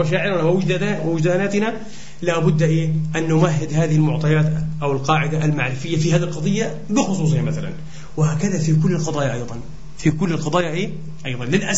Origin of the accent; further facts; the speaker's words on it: Palestine; إحنا كإسلاميين وكعربيين إلى آخره كفلسطينيين